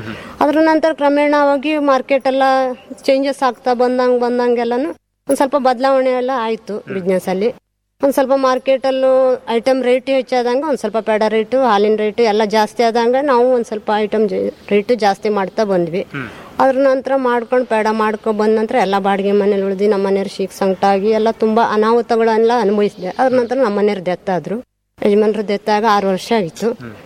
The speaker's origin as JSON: {"language": "Kannada", "town": "Honnavar", "region": "Karnataka", "country": "India", "said": "ಹೊನ್ನಾವರದವರೇ sir. ನಾವು ಮೂಲತಃ ಅಂದ್ರೆ ನಮ್ಮನೆಯವರು ಅದ್ರ ಮುಂಚೆ ಎಲ್ಲ ಊರಲ್ಲಿ ಎಲ್ಲ ಬಾಡಿಗೆ ಇದ್ದಿದ್ರು. ಹೊನ್ನಾವರದಲ್ಲಿ ಬಾಡಿಗೆ ಇದ್ದಿದ್ರು. ನಾನು ಹೊನ್ನಾವರದವಳೆ ಮೂಲತಃ ತಾಯಿ ಮನೆ."}